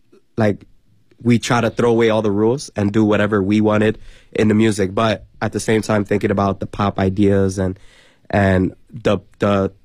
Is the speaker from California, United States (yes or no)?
no; New York City, New York, United States; now in China; Well, no, because I'm from New York. I'm from New York City. So a lot of it's there already.